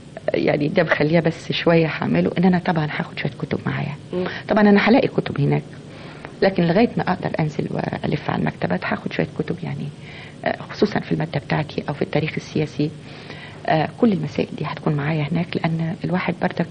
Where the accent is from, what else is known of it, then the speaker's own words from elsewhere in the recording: Egypt; إن إحنا العيب مش فينا كمصريين، ومش العيب مش في المصري كمصري أو في المصرية كمصرية